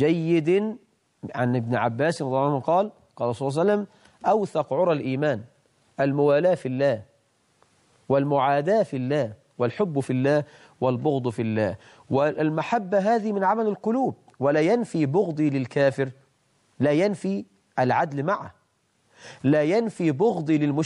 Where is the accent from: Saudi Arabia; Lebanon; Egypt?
Egypt; أسأل الله عز وجل أن يجعل بلدنا مصر أمنا أمانة